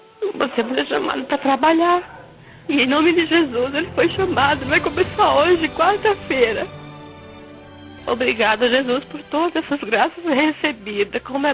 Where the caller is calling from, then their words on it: Cascavel, Paraná, Brazil; sou de Cascavel, filha de Deus.